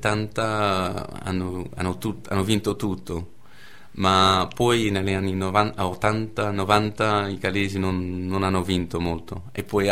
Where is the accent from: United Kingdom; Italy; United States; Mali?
United Kingdom; England; No, direi sono britannico alla fine, credo. Ma no, è vero, è un alla fine ho due identità. Alla fine sono più inglese che britannico, certamente.